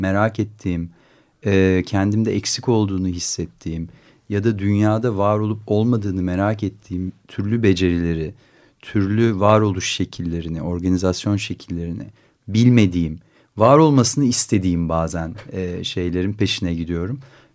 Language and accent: Turkish; Istanbul, Turkey; also born or lived in United States; Ben de İstanbul'da yaşamayı, burada üretmeyi buradaki hayatı tekrar tanımayı, çünkü buralıyım ben, burada doğdum, burada büyüdüm, liseyi burada okudum. Yani 10 senelik bir Amerika dışında kendi şehrimde var olmayı, en azından bunu bir denemeyi istedim ve bu nedenle döndüm.